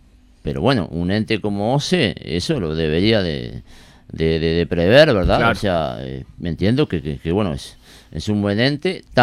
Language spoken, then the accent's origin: Spanish; Pando, Canelones, Uruguay; Yo soy de Pando, ¿no?